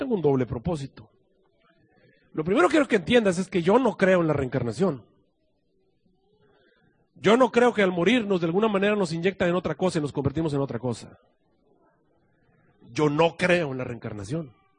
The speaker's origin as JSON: {"language": "Spanish", "country": "Mexico", "said": "cómo somos los mexicanos o cómo somos los seres humanos, o los que asistimos a la iglesia, los adventistas"}